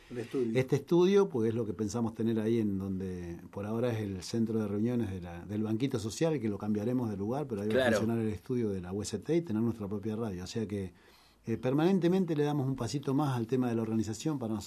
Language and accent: Spanish; Río Negro, Argentina; Yo vengo de Río Negro